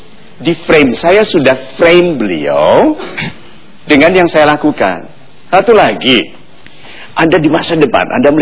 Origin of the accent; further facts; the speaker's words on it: Rappang, South Sulawesi, Indonesia; born there; Oh ya, tempat saya lahir.